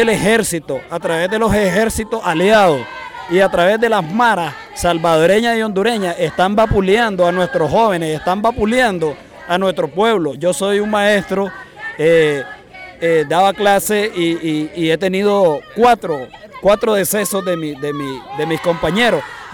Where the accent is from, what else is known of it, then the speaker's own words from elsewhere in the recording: Carazo, Nicaragua; now in Costa Rica; soy un ciudadano nicaragüense, exactamente de Carazo. Nos encontramos en el país de Costa Rica